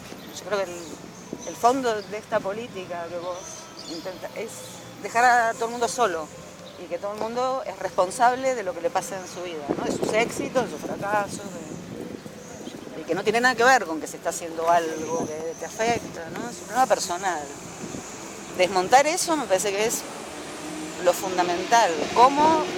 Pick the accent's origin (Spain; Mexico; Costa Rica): Spain; now in Argentina; nosotros venimos de España, donde la cosa se fue al carajo y nadie compraba nada